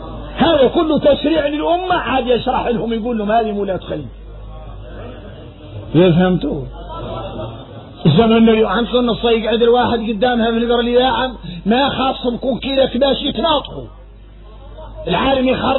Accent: Mauritania; احنا موريتاني

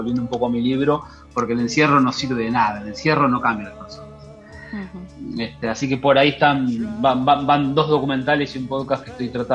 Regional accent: Argentina; born there; Nací en Argentina

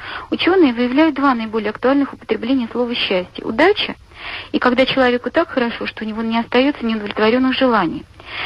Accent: Nizhny Novgorod, Nizhny Novgorod Oblast, Russia; я из Нижнего Новгорода.

